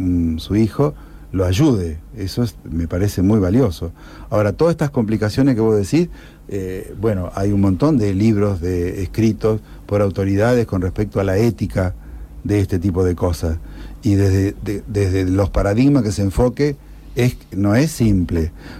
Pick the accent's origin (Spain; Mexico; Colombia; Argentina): Argentina; Arteaga, Santa Fe